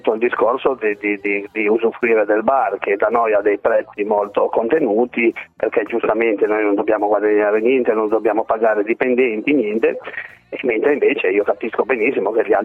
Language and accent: Italian; Liguria, Italy; anche se siamo liguri, non è tanto risparmio